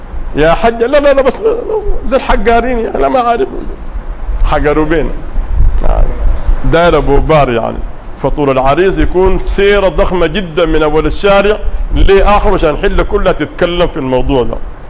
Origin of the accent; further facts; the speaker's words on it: Sudan; وقلت لهم الآن عندنا في السودان الابن أول ما تقرب النتائج الناس كلها خايفة